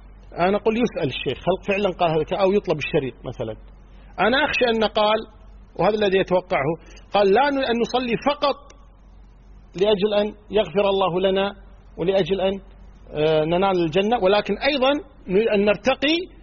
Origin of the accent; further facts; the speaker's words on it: Kuwait; انا صح مو سعودي انا كويتي